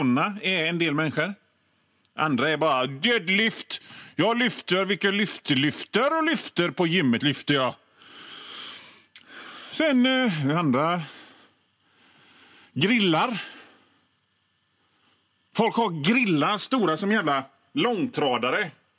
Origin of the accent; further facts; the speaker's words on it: Västra Götaland County, Sweden; men jag kommer ifrån Bohuslän och då trycker vi ihop såna grejer